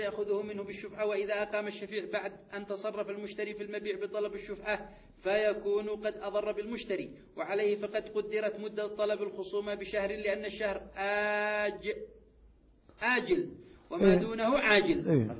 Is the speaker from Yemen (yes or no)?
yes; Yemen; القضاء عندنا في اليمن المعتاد في القضاء في المحاكم